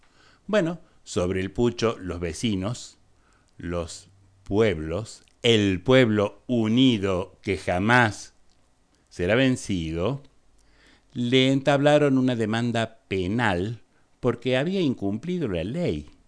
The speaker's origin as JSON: {"language": "Spanish", "country": "Argentina", "said": "Yo soy argentino."}